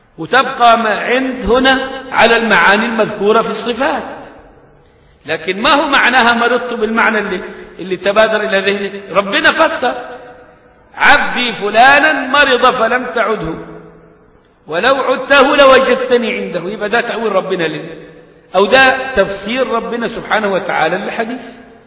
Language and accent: Arabic; Egypt; غاية لما قيل في المثل عندنا كمصريين